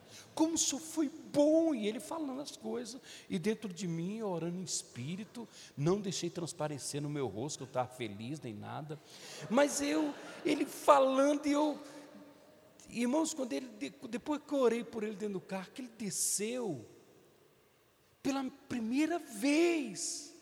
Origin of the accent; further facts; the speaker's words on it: Minas Gerais, Brazil; porque eu sou mineiro, irmão